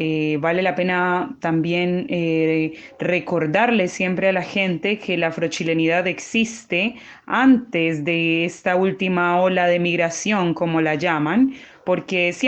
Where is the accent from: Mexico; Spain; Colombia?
Colombia; a mí, como colombiana que soy, me sorprendió muchísimo